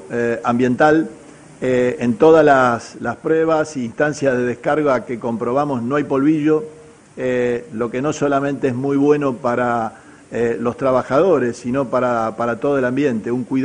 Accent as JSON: {"language": "Spanish", "region": "Santa Fe", "country": "Argentina", "said": "nos enorgullece como santafesinos, como argentinos"}